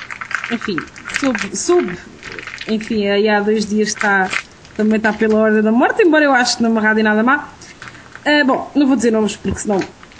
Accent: Torres Novas, Santarém, Portugal; born there; Eu não sou daquela zona, sou de Torres Novas, mas não quer dizer, nasci lá, mas não cresci lá.

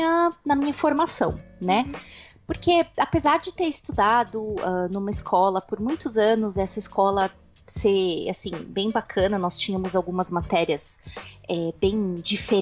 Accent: São Paulo, Brazil; eu sou nascida e criada em São Paulo, capital. E eu só moro há quase um ano, ainda vai fazer um ano, daqui a um mês. Quase um ano no interior de São Paulo, mas eu sou nascida e criada aí em São Paulo.

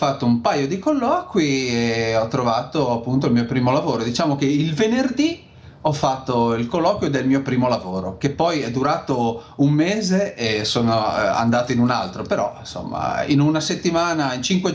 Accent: Lerici, Liguria, Italy; io sono di Lerici, in provincia di La Spezia, sì, quindi più o meno lunigiana, confine tra Liguria e Toscana

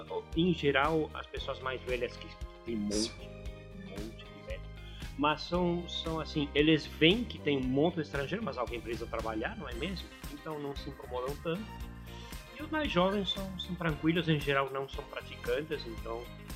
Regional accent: Argentina; Portuguese is a second language; Hoje, como além de argentino sou velho e li bastante, é difícil me pegar na surpresa.

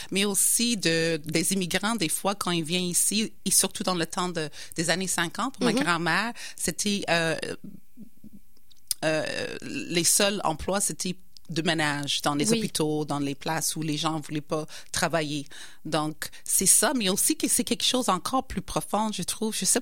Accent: United Kingdom; French is a second language; now in Quebec City, Canada; je suis née en Angleterre. Je viens vraiment d'Angleterre. Je suis la deuxième génération des immigrants qui sont venus en Angleterre dans les années 50-60.

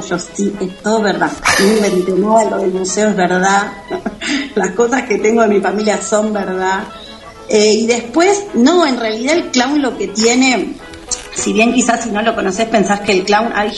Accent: Córdoba, Argentina; Y muchas son de Buenos Aires, otras somos de Córdoba, bueno, andamos desperdigadas

